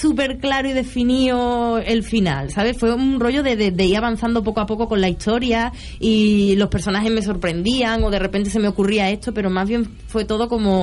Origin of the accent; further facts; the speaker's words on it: Andalusia, Spain; A mí me gusta mucho Andalucía, mi tierra...